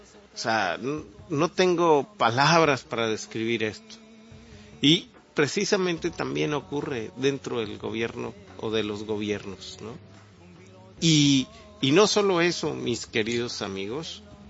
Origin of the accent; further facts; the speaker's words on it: Mexico; como sociedad, como mexicanos, o en este caso como los tamaulipecos